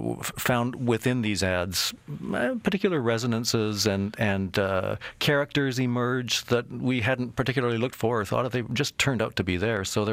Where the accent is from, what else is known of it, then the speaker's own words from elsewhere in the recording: Winnipeg, Manitoba, Canada; Well, when I was a child, I used to love to read. I grew up in Winnipeg